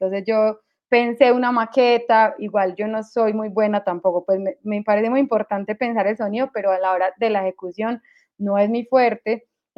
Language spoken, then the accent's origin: Spanish; Antioquia, Colombia; accent: Medellín; Creo que este acento ahora es como el acento colombiano